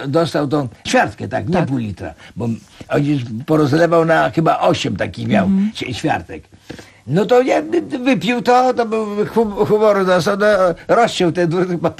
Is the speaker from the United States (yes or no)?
no; Grodno, Grodno Region, Belarus; Urodziłem się w Grodnie. Ale ponieważ to było, należało nie do Polski, tak. To mówiłem, że my z Grodna.